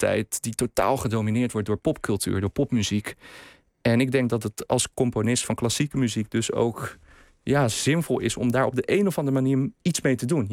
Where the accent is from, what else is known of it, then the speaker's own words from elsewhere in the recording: Vlaardingen, South Holland, Netherlands; Ik ben opgegroeid in Vlaardingen.